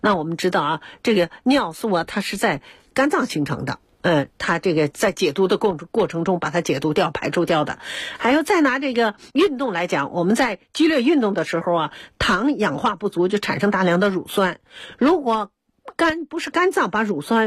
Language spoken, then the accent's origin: Chinese; China; 然后也有悠久的文化，它也是精品，所以我们中国人呢都偏爱灵芝。